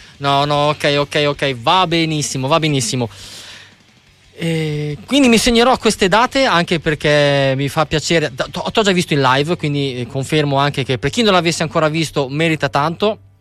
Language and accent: Italian; Bologna, Emilia-Romagna, Italy; Ok, sai che, scusa, io sono di Bologna